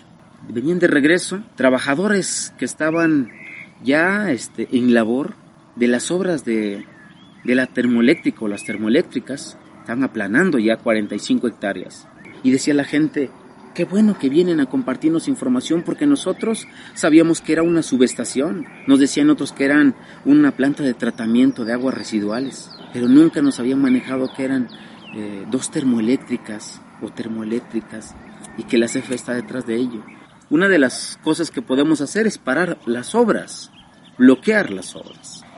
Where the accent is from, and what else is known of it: Amilcingo, Morelos, Mexico; born or raised there